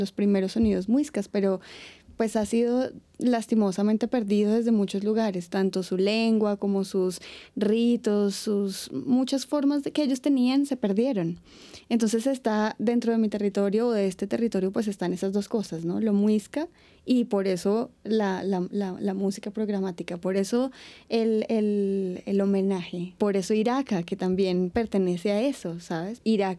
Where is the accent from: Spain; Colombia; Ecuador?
Colombia; Bogotá; born there; yo no nací ni en la costa ni en el Pacífico, yo nací en Bogotá y pues ese es el sonido de acá.